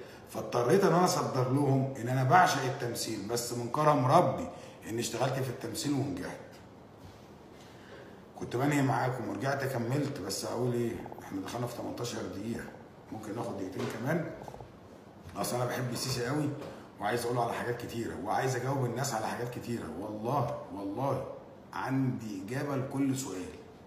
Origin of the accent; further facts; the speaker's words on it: Egypt; انا بقى مصري واعرف ادافع عن عيالي كويس ازاي